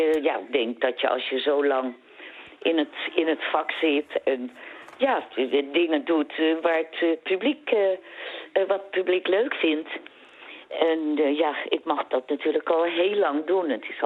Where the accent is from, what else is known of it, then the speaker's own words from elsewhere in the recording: Amsterdam, North Holland, Netherlands; Toen kreeg ik ook weer de opdracht om spraaklessen te nemen. Omdat, ik kom uit Amsterdam.